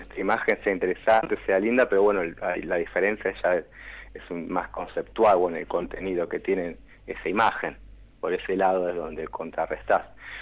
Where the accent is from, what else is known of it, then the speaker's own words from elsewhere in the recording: Buenos Aires Province, Argentina; Yo nací en Capital Federal, uh-huh. Pero más que nada me crié en el oeste, el conurbano bonaerense. Y ahora, bueno, volví a la capital, pero si me preguntan, digamos, soy del oeste.